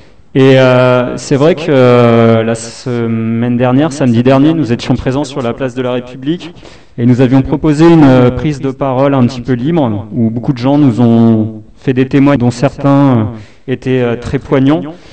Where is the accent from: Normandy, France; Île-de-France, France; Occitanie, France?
Île-de-France, France; moi, je suis pas de Belleville, je suis pas parisien, je suis plutôt du 93, donc j'en sais rien, en fait.